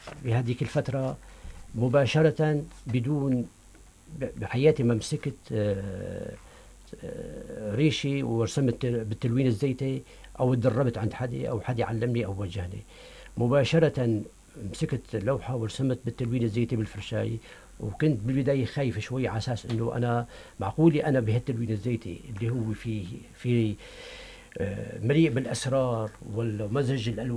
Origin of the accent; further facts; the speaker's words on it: Qadmus, Tartus Governorate, Syria; رسمت أنا من فترة لوحة لمدينتي القدموس، القلعة ومن حولها البيوت الريفية